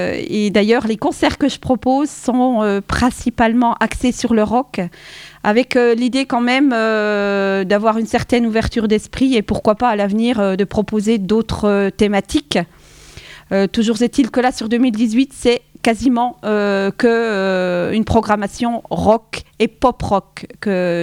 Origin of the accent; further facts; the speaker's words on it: La Bresse, Grand Est, France; Je suis originaire de la Bresse. J'habite à la Bresse.